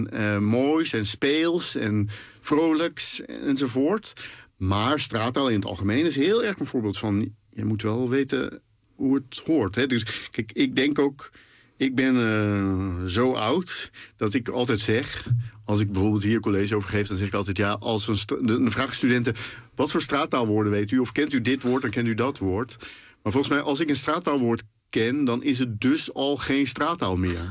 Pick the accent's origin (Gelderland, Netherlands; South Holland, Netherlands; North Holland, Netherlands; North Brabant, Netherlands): North Brabant, Netherlands; Den Bosch; Ik ben dus opgegroeid in Den Bosch. Nu woon ik er niet meer, maar ik was een groot liefhebber van carnaval.